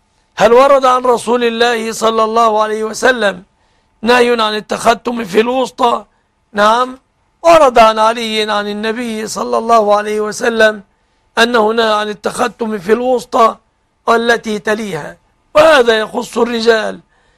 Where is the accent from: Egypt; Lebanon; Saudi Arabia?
Egypt; بلادنا مصر